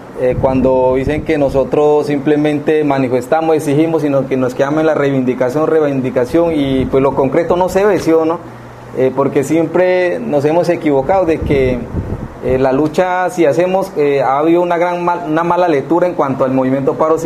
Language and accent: Spanish; Valle del Cauca, Colombia; el Bajo Naya, de donde yo soy, que comprende el Valle del Cauca con el departamento del Cauca, en la zona costera, limitando con municipio López de Micay y Buenaventura.